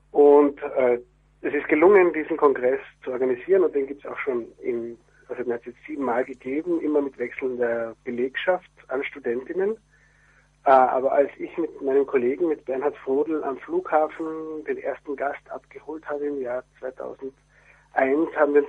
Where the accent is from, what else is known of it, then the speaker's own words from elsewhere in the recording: Carinthia, Austria; also born or lived in Prague; now in Vienna, Austria; geflüchtet mit politischem Asyl nach Österreich im Jahr 1980 mit meinen Eltern. Bin in Kärnten aufgewachsen, das ist ganz im Süden von Österreich, und bin dann zum Studium nach Wien gekommen